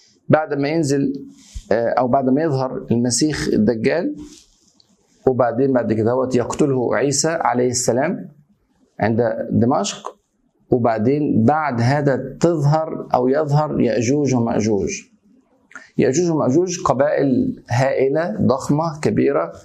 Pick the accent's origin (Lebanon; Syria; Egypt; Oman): Egypt; مش عشان انا مصري برضه